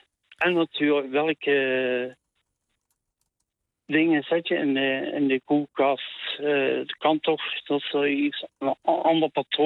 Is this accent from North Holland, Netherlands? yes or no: no; Maastricht, Limburg, Netherlands; Ik heb een accent, ik kom in Maastricht.